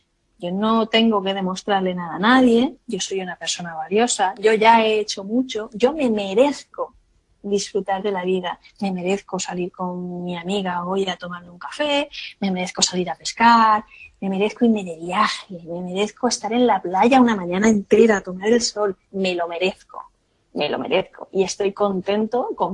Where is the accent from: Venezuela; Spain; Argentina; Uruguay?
Spain; Alicante, Valencian Community; Nosotros somos alicantinos